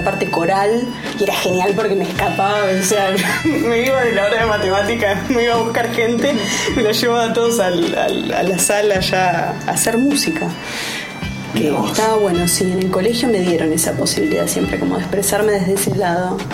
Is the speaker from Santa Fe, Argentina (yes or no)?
no; Buenos Aires, Argentina; soy de acá, de Capital, y del barrio de Caballito.